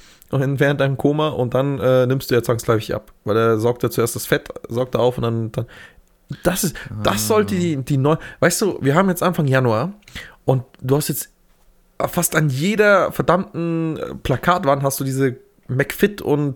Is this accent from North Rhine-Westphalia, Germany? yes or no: no; Bavaria, Germany; moved away; Ja, jetzt sind wir beide aus Niederbayern rausgezogen und dann.